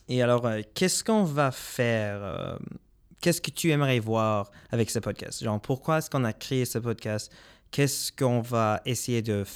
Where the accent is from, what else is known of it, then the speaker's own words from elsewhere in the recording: Lafayette, Louisiana, United States; nous, on vient de Lafayette, Astor, et on va représenter un peu notre belle ville, Lafayette.